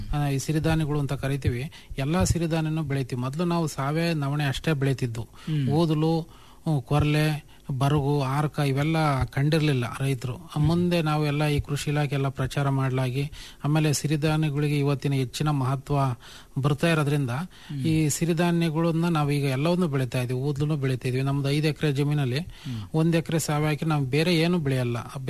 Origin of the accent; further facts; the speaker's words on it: Bhatrahalli, Karnataka, India; ನಮ್ದು ಮೂಲತಃ ಚಿಕ್ಕನಹಳ್ಳಿ ತಾಲೂಕು ಭಟ್ರಳ್ಳಿ ಅಂತ ಹಳ್ಳಿ.